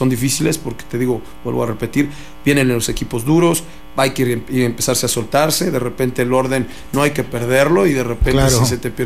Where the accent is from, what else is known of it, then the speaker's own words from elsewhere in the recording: Mexico; a nosotros como mexicanos pues nos sale, ¿no? Somos gente más briosa, más de fuerza.